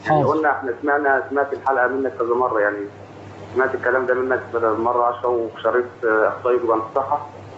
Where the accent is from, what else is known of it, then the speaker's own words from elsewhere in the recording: Faiyum, Faiyum Governorate, Egypt; now in Libya; انا من الفيوم.